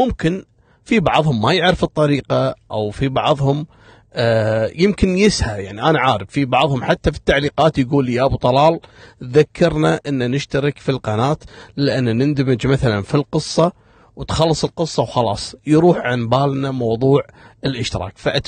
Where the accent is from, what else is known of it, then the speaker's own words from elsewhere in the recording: Kuwait; وانتم عارفين منطقة الصليبية من المناطق القديمة عندنا في الكويت ومنطقة شعبية.